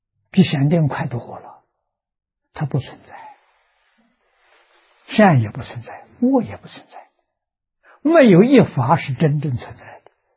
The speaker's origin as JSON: {"language": "Chinese", "country": "China", "said": "就是我们中国人讲的玉皇大帝，它代表欲界天"}